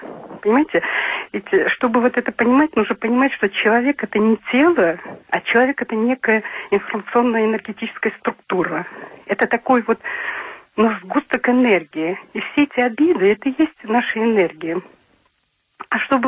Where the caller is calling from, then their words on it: Krasnodar Krai, Russia; Я с Кубани.